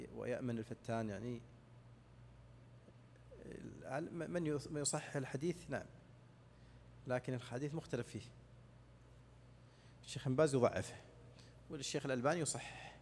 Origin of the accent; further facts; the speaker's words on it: Saudi Arabia; مثل الآن عندنا في السعودية الآن أيام مضت